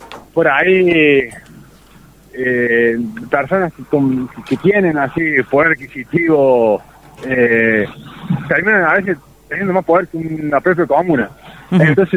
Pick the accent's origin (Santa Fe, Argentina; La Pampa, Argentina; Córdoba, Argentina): Córdoba, Argentina; Yo soy de Ciudad Córdoba, tengo 37 años, he visto cómo, conozco este valle de hace mucho, de haber venido de pibe, ¿no?